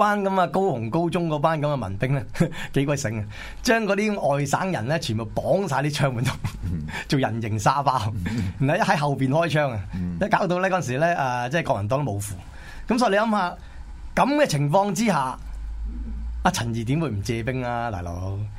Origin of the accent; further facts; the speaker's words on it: Hong Kong; 即係我哋呢啲即係好似我香港人咁啦